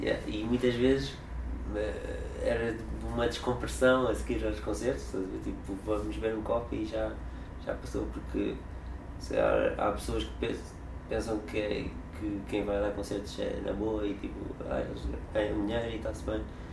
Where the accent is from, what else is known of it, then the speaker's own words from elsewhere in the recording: Almada, Setúbal, Portugal; em Almada, onde eu cresci